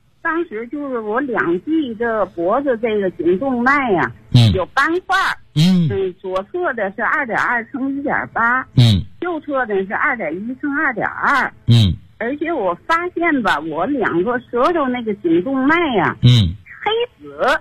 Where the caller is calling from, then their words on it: Tianjin, China; 我是天津的。今年78岁。